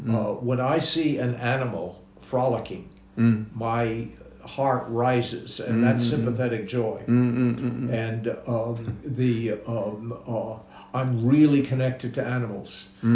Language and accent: English; Australia; I'm an Australian, and I'm going to go back to Australia